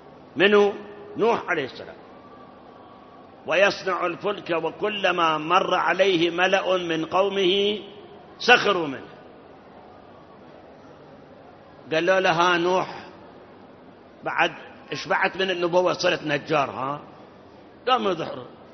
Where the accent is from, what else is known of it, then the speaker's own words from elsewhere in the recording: Iraq; وأكو مثل عندنا بالعراق